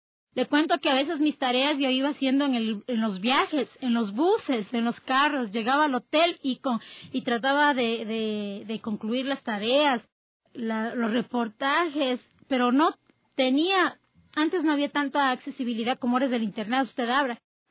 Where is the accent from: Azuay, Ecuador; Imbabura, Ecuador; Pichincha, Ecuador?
Pichincha, Ecuador; Quito; yo soy de acá de Quito, soy capitalina